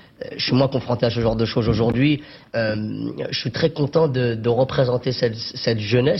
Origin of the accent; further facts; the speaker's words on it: Trappes, Île-de-France, France; je viens de Trappes, une banlieue assez chaude